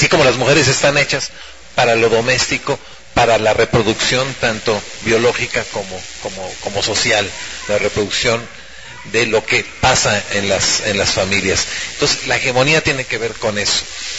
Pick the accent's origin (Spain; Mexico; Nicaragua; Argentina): Mexico; Xalapa, Veracruz; vengo de Jalapa, Veracruz, y parte del recorrido que he tenido me lleva a este trabajo de reflexión